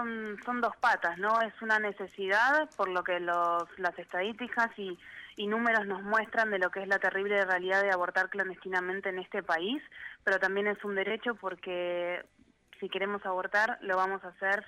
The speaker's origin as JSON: {"language": "Spanish", "country": "Argentina", "said": "yo soy la única argentina del grupo"}